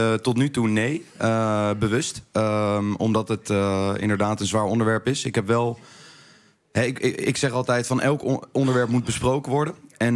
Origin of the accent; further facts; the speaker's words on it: The Hague, South Holland, Netherlands; Ik ben opgegroeid in Den Haag met freestylen, zeg maar.